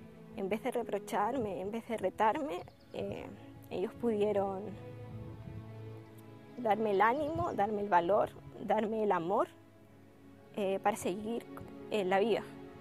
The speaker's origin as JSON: {"language": "Spanish", "town": "Chiloé", "region": "Los Lagos", "country": "Chile", "tie": "born or raised there", "also_born_or_lived": "Valdivia", "said": "soy de la isla Grande de Chiloé, de la parte sur austral de Chile. Yo nací en Valdivia, me cambié a los 5 años a vivir a Chiloé. Mis papás son adventistas desde hace mucho y yo fui también adventista desde muy pequeña"}